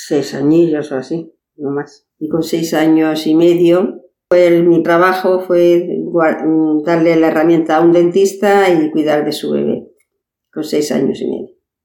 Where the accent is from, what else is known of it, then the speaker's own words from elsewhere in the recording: Manresa, Catalonia, Spain; also born or lived in Gorafe; Y bueno, cuando tenía 6 años y medio, pues mi madre nos llevó a Manresa.